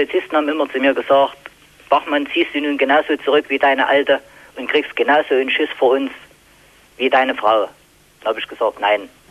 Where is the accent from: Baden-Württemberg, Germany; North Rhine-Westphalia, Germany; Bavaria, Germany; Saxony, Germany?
Saxony, Germany; Chemnitz; dass es im Chemnitz zum Beispiel, wo ich herstamme, keine Konservendose Fisch zu kaufen gibt.